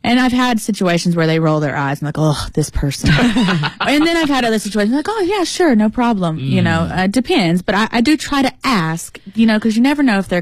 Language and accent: English; United States; I'm very American